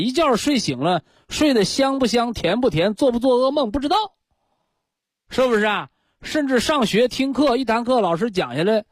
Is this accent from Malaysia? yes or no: no; China; 我们学中医健康管理就要恢复我们人，我们中国人本来的知觉。